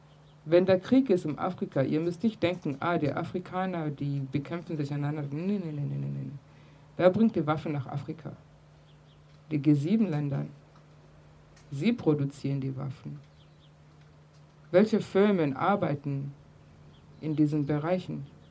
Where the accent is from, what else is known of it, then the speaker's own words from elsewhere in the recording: East Germany, Germany; weil wir sind ja mit Antikapitalismus aufgewachsen hier in der DDR.